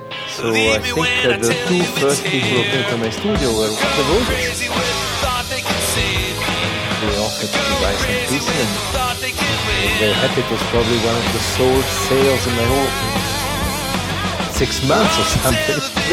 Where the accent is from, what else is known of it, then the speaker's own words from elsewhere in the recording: Italy; now in New York, United States; I came to New York from Italy and started living in the region of New York known as Soho and Tribeca.